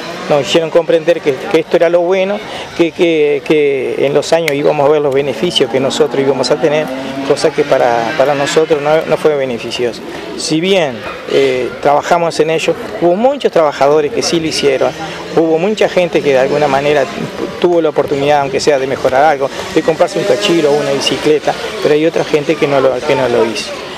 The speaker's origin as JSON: {"language": "Spanish", "country": "Uruguay", "said": "Yo siempre digo, de la creación de empresas como uruguayo, que la podemos tener."}